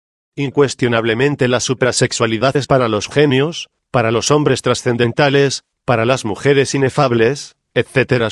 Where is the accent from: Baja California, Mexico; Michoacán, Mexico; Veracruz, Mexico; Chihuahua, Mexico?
Michoacán, Mexico; also born or lived in Mexico City; Yo soy de Cotí, Michoacán, he vivido, más que todo, en otros lugares del Distrito Federal, he viajado también por algunos lugares fuera de nuestro país